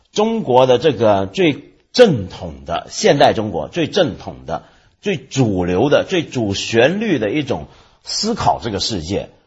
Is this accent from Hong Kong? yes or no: no; Taiwan; 连我这个在台湾长大的人都看不惯了。我好像有跟你说过嘛，有一回我回台湾